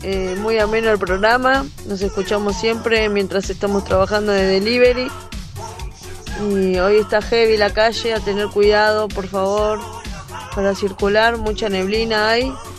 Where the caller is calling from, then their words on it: Quilmes, Buenos Aires Province, Argentina; de Quilmes.